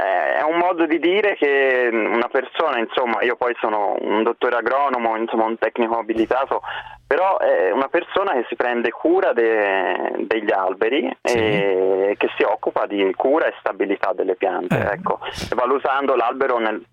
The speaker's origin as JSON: {"language": "Italian", "town": "Florence", "region": "Tuscany", "country": "Italy", "said": "Sì, sono fiorentino."}